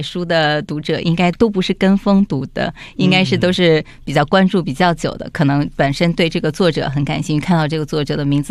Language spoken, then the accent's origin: Chinese; China; 就是我们中国人不这样说话